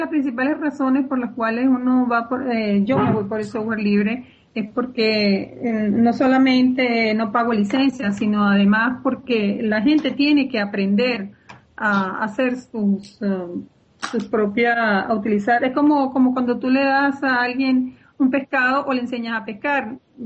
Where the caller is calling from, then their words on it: Caracas, Capital District, Venezuela; Yo estoy en Caracas, en Venezuela.